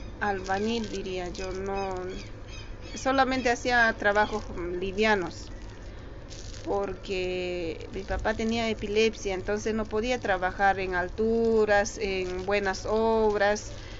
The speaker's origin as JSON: {"language": "Spanish", "town": "Quilaquila", "region": "Chuquisaca", "country": "Bolivia", "tie": "born there", "said": "el lugar es un pueblito de la ciudad de Sucre, de allá de Bolivia."}